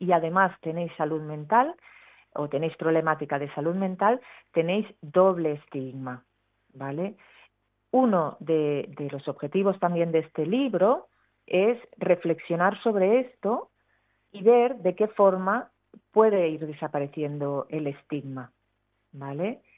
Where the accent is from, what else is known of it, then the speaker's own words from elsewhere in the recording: Catalonia, Spain; la sacamos en catalán, porque somos catalanes nosotros